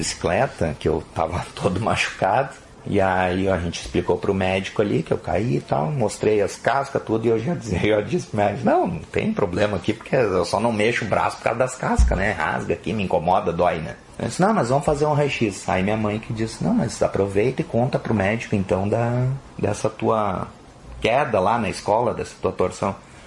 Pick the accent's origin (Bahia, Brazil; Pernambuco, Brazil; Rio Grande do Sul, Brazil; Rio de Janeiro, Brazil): Rio Grande do Sul, Brazil; Estrela; eu sou natural de Estrela, só que eu estudava em Estância Velha no Senai. Então eu ficava durante a semana em Estância Velha e só voltava para casa final de semana.